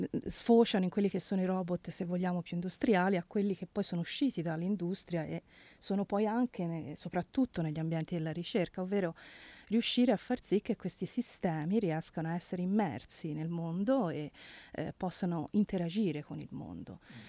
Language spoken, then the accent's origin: Italian; Livorno, Tuscany, Italy; come si dice dalla mia parte, sono di Livorno